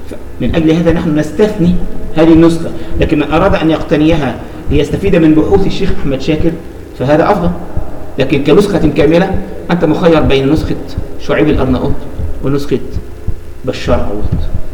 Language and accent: Arabic; Egypt; ودي كانت مجموعة عندنا في مصر